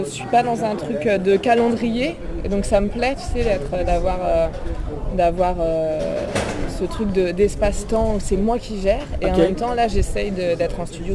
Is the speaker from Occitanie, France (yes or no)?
no; Paris, Île-de-France, France; born there; Non, je suis née à Paris.